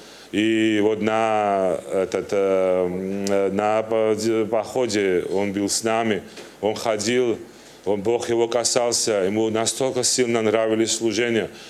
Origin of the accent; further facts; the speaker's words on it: Turkey; Russian is a second language; Я родился, я вырос в Турции, мне 42 года.